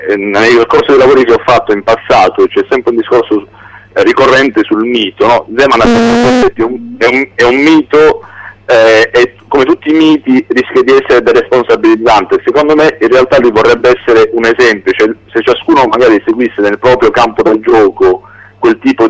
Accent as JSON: {"language": "Italian", "town": "Bari", "region": "Apulia", "country": "Italy", "said": "Io barese partivo e mi immergevo nel catino incandescente"}